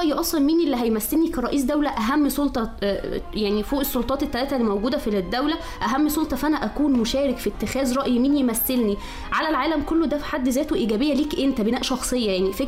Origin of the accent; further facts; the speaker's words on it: Sharqia Governorate, Egypt; انا من الشرقية